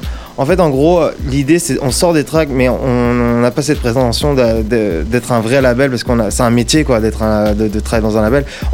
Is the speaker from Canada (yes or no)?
no; Vitry, France; en gros moi je viens de Vitry et j'ai des amis